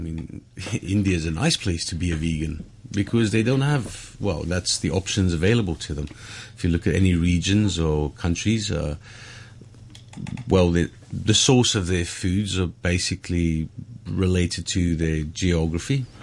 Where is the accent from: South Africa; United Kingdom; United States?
South Africa; being South African, it's hard to use.